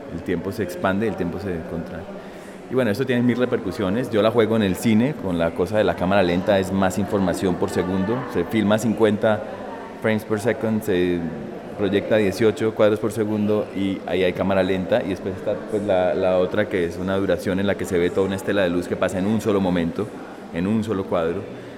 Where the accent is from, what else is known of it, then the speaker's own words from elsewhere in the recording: Cali, Valle del Cauca, Colombia; now in Berlin, Germany; soy un artista caleño. Hace 16 años estoy por fuera del país: Chicago, Nueva York, Filadelfia, Glasgow, París, ahora Berlín.